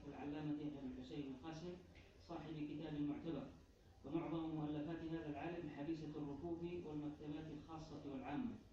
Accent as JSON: {"language": "Arabic", "country": "Yemen", "said": "تزخر فيه مكتبات المخطوطات في بلدنا اليمن"}